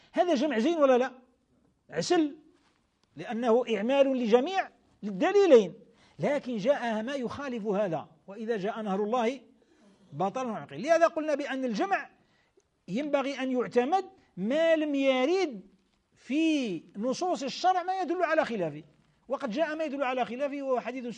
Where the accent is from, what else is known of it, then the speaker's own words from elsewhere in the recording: Algeria; احنا في بلادنا الجزائر، بلاد الخير، بلاد الإسلام